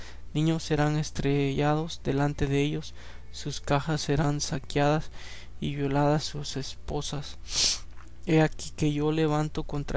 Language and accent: Spanish; El Salvador; yo soy de El Salvador, ¿no? Y me crié yo en un lugar donde después era en la ciudad, pero era una ciudad bien chica, ¿no? Y después me mudé a la ciudad, la grande, la capital, como tenía como 12 años, como 10 años, 12 años.